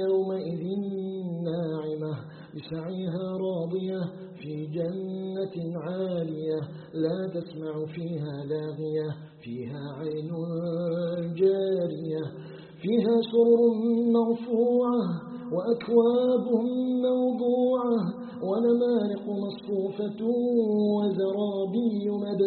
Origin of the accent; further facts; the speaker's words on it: Algeria; أن يجعل بلدنا الجزائر بلدا آمنا مطمئنا